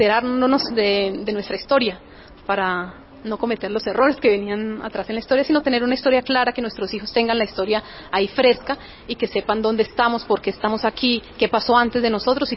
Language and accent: Spanish; Fómeque, Cundinamarca, Colombia; De Fomeque, en municipio Fomeque de la vereda de Mortiñazo.